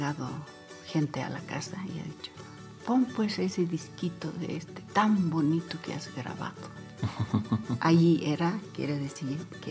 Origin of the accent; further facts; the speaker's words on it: Chayanta, Potosí, Bolivia; Me trae primera vez a una ciudad que es Oruro. Venimos desde Chayanta, ¿no?